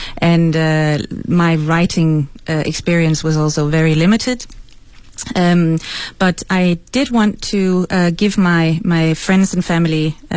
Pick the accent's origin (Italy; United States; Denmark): Denmark; first language Danish; English is a second language; because I'm not an English native speaker, as you can probably hear, I also I wanted to try and write something in Danish, my mother tongue